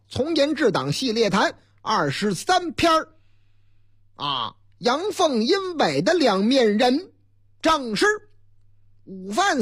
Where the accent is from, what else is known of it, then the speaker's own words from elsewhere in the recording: Northeast China, China; 关于东北我老家，特别是黑龙江的新闻还真不老少。